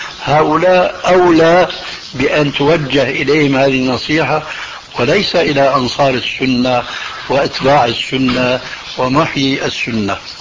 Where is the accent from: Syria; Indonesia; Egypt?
Syria; نضربها كما يقولون عندنا في الشام علاوية